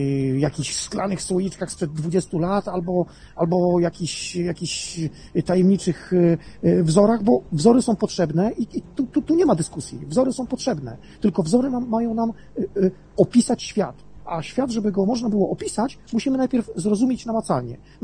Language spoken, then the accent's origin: Polish; Grudziądz, Kuyavian-Pomeranian Voivodeship, Poland; now in Kalisz, Poland; Jestem z Grudziądza. Teraz mieszkam w Kaliszu, pochodzę z Grudziądza